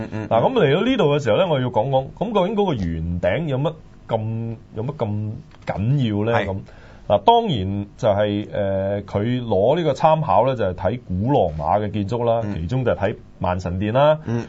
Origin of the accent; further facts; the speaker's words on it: China; 就好似我哋中國人畫嗰啲卷軸呢，